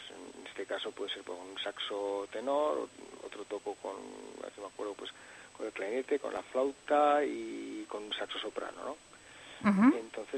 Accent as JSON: {"language": "Spanish", "region": "Catalonia", "country": "Spain", "tie": "born there", "said": "Bueno, yo nací en Cataluña, ¿no? Mi padre es navarro"}